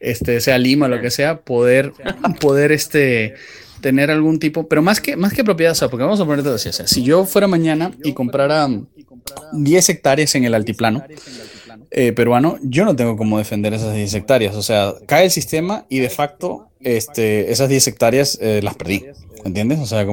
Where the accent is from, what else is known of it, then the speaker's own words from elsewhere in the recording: Venezuela; now in Peru; Yo, la verdad, me da risa que vengo de Venezuela y empieza a pasar lo mismo aquí